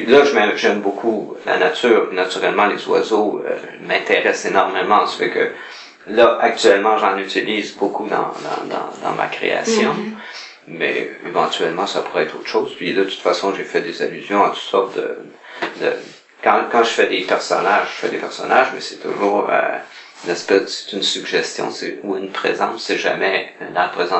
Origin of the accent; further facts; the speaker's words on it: Montreal, Quebec, Canada; born there; Mais c'était près de Montréal, parce que je suis né à Montréal.